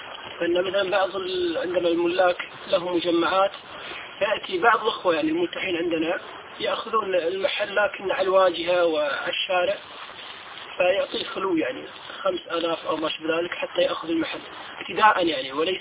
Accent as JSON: {"language": "Arabic", "country": "Kuwait", "said": "عندنا في الكويت"}